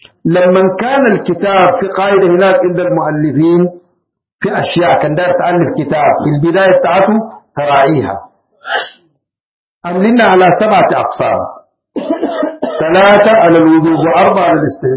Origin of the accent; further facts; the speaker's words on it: Sudan; من أحسن الحاجات عندنا في السودان مختصر المختصر